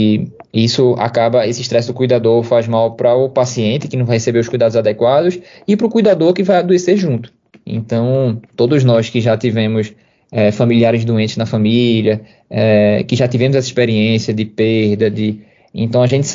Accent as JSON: {"language": "Portuguese", "town": "Recife", "region": "Pernambuco", "country": "Brazil", "said": "de Recife, de Pernambuco, de Olinda, é enorme da minha família. E estar participando, ajudando a minha terra, para mim é importante."}